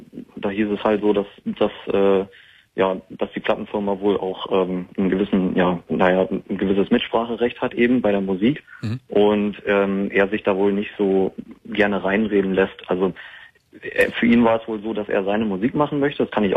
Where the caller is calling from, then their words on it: Hamburg, Germany; Ich komme halt aus Hamburg